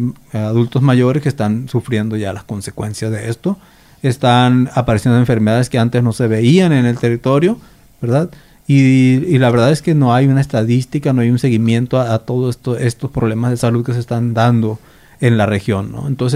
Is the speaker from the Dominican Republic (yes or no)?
no; Sonora, Mexico; estuvo en mi tierra, estuvo en el territorio yaqui.